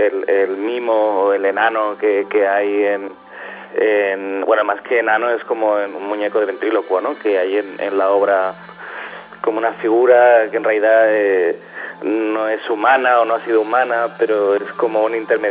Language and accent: Spanish; Barcelona, Catalonia, Spain; born there; Nací en Barcelona en el 1980